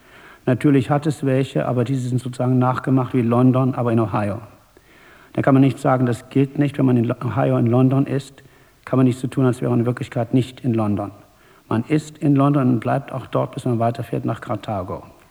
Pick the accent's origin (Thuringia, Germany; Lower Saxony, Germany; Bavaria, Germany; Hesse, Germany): Thuringia, Germany; also born or lived in United States; Ich bin in Thüringen aufgewachsen und habe zwar Abitur gemacht in der Rhön, aber Internat, Schloss Bieberstein und danach sofort praktisch nach Harvard.